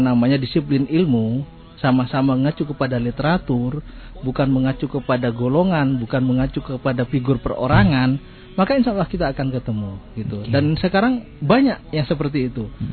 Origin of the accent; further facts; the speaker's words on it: East Java, Indonesia; kita orang Jawa Timur